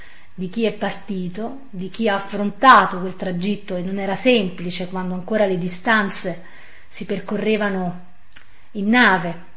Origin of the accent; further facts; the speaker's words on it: Campania, Italy; accent: Cilentan dialect; il mio dialetto cilentano, in parte anche napoletano